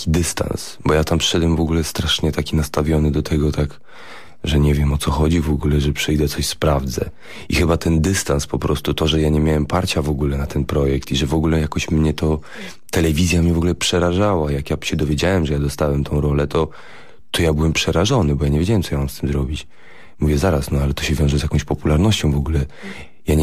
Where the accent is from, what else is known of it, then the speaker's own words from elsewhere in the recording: Warsaw, Masovian Voivodeship, Poland; Ja jestem warszawiakiem, urodzonym tutaj